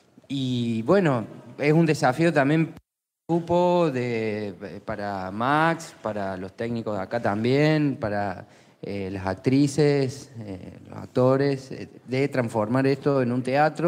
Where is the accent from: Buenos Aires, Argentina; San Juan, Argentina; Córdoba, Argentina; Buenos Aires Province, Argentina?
Córdoba, Argentina; yo vengo de Córdoba